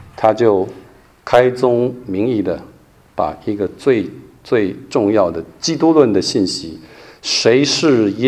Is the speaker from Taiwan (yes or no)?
yes; Taiwan; born there; 像我就是山东第2代台湾生的山东人，冒牌的啊。我说我是山东人，但我从来没有去过山东啊。